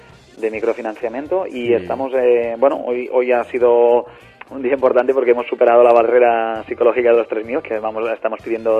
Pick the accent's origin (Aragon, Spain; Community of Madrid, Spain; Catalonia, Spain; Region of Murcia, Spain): Catalonia, Spain; La Bisbal d'Empordà; estaremos en la Bisbal d'Empordà, que es mi pueblo natal.